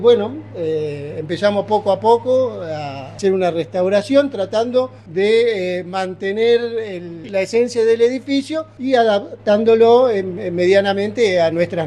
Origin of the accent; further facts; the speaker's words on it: Buenos Aires, Argentina; born there; Nacido en Argentina. Yo en Buenos Aires